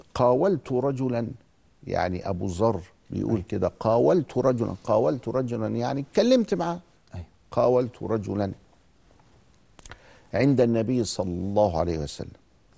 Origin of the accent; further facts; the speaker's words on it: Egypt; كان عندنا في مصر من 50 سنة فقط كل عيلة لها شيخ تخالطه